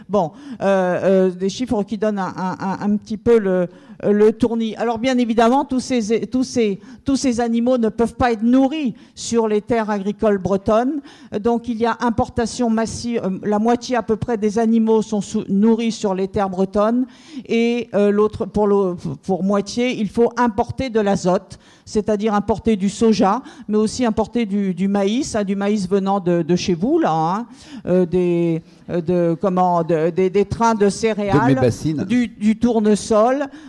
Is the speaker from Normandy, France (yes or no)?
no; Brittany, France; puisque nous venons des Côtes d'Armor